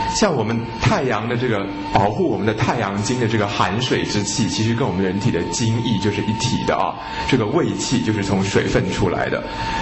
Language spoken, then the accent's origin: Chinese; Taiwan; 我们台湾人哦，每天泡在这种90%、100%的湿度里面哦